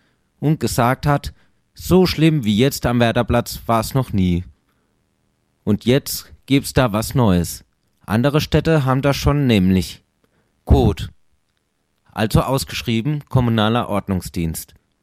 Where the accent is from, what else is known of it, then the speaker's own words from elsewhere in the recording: Karlsruhe, Baden-Württemberg, Germany; Ich komme von hier aus der Südstadt und bin schon ganz viele Jahre hier in Karlsruhe